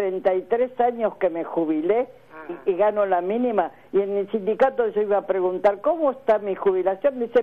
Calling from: Avellaneda, Buenos Aires Province, Argentina; de Avellaneda.

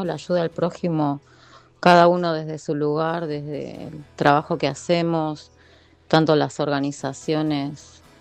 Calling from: Berazategui, Buenos Aires Province, Argentina; de Vientos de Libertad, de Berazategui.

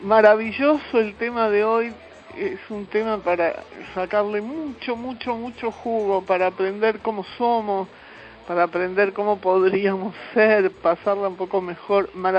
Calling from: Buenos Aires, Argentina; de Villa Crespo. Cariños a todos.

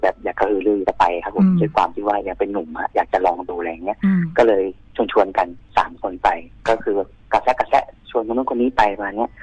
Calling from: Nonthaburi, Thailand; ที่บ้านครับจังหวัดนนท์เหมือนเดิมครับ

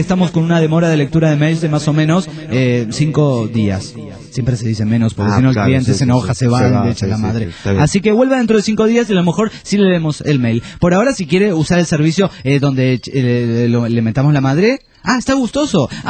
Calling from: Olavarría, Buenos Aires Province, Argentina; Hola muchachotes … de Olavarría.

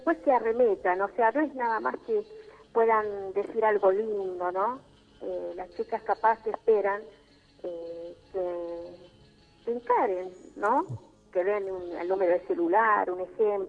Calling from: Paso del Rey, Buenos Aires Province, Argentina; De Barrio La Quebrada, Paso del Rey.

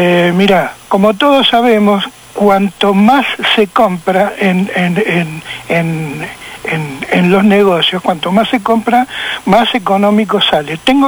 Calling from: Boedo, Buenos Aires, Argentina

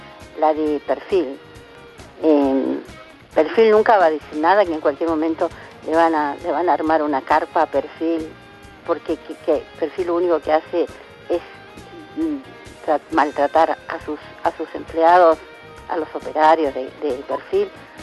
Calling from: El Talar, Buenos Aires Province, Argentina; del Talar.

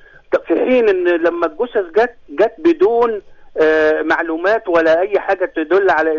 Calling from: Asyut, Asyut Governorate, Egypt

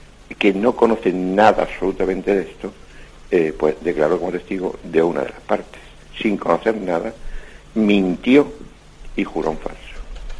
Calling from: Catalonia, Spain; de Parafluyer, en Gerona.

